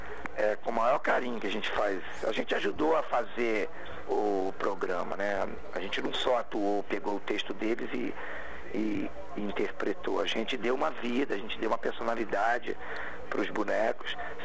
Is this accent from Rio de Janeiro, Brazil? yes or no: yes; Rio de Janeiro, Brazil; now in São Paulo, Brazil; Então, eu estou em São Paulo há 18 anos.